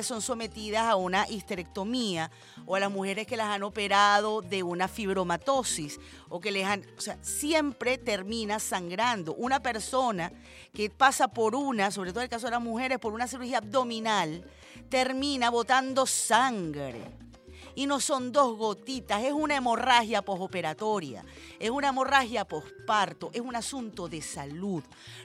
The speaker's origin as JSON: {"language": "Spanish", "country": "Venezuela", "said": "hemos cambiado como venezolanos y venezolanas, señores. Hemos crecido, somos un pueblo culto, somos un pueblo letrado, somos un pueblo pensante"}